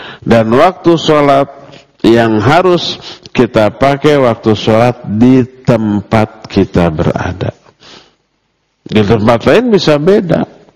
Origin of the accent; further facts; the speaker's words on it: Bandung, West Java, Indonesia; walaupun kita orang Bandung